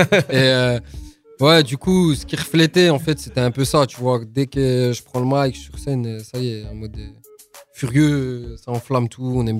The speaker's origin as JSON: {"language": "French", "town": "Audincourt", "region": "Bourgogne-Franche-Comté", "country": "France", "said": "Audincourt."}